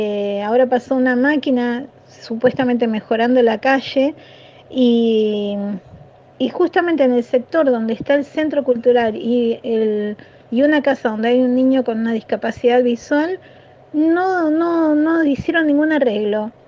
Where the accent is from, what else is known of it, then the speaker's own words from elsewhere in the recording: Dique Luján, Buenos Aires Province, Argentina; yo soy de Villa La Ñata, de Dique Luján.